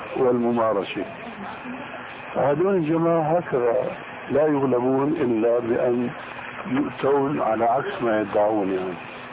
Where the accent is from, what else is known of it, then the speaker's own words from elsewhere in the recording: Damascus, Damascus Governorate, Syria; هذه ناس عندنا في دمشق يعمل حلقة